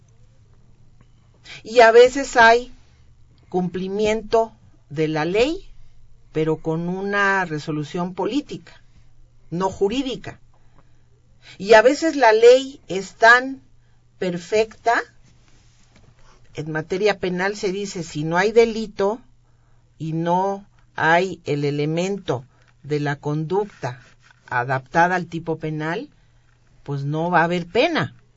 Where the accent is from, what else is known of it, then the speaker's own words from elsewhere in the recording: Colima, Mexico; born there; yo soy una persona de cuna pobre. Yo nací en Colima, soy hija, la décima hija, en donde, bueno, una familia de 10 y soy la décima